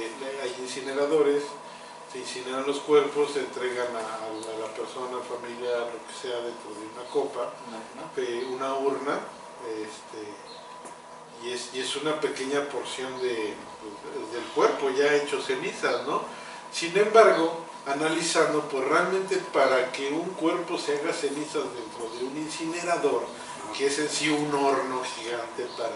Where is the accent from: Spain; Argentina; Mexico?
Mexico; Yo también soy mexicano.